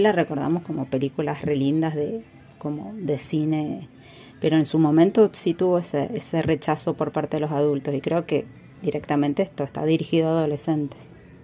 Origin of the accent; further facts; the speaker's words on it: Mendoza, Argentina; soy de Mendoza